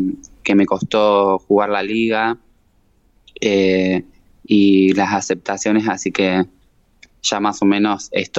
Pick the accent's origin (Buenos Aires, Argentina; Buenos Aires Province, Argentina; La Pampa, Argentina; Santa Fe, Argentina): La Pampa, Argentina; Eduardo Castex; now in Santa Rosa, Argentina; Yo vengo de Eduardo Castex, era jugadora del club estudiantil y bueno, me fui a estudiar a Santa Rosa